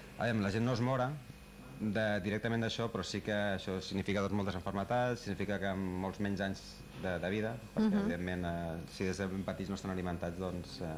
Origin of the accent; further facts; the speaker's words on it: Badalona, Catalonia, Spain; Jo sóc de Badalona